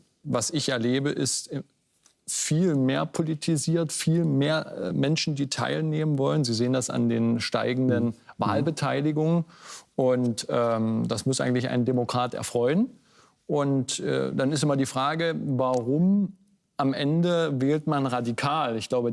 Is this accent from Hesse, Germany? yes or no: no; Saxony-Anhalt, Germany; wenn ich in meiner Heimat unterwegs bin, bei mir in Ostdeutschland, in Sachsen-Anhalt